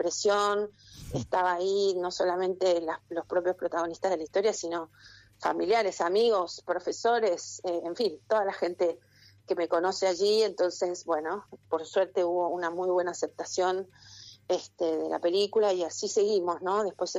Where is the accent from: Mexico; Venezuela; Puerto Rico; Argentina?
Argentina; Esquel, Chubut; yo soy de Esquel, para mí es una historia que no es nueva.